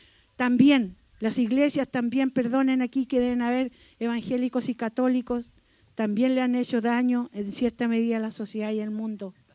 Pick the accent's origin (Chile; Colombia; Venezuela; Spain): Chile; vamos a vivir una constitución que verdaderamente sea la que nosotros merecemos como pueblo chileno